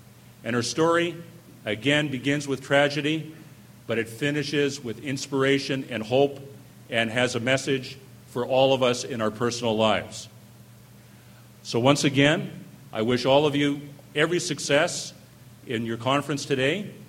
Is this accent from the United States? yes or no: no; Winnipeg, Manitoba, Canada; In the 60s, I was a high school student growing up in Winnipeg.